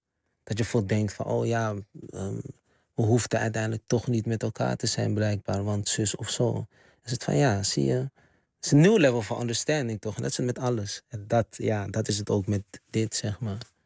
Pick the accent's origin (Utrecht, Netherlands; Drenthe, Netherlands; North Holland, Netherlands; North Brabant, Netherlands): North Holland, Netherlands; Amsterdam; Terwijl we komen rechtstreeks uit de Bijlmer.